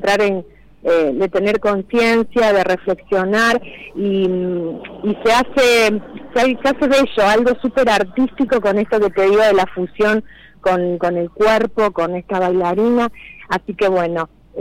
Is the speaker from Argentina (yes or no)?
yes; Villa Carlos Paz, Córdoba, Argentina; Nosotros somos de Carlos Paz. Uh-huh. sí, de Villa Carlos Paz.